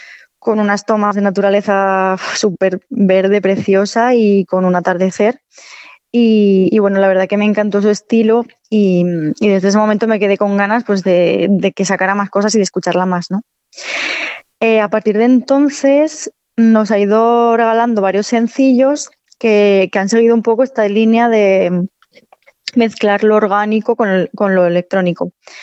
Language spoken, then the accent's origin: Spanish; Navarre, Spain; aquí cerca de Frescano y de mi pueblo, que son las Bardenas Reales, que es un paisaje desértico súper curioso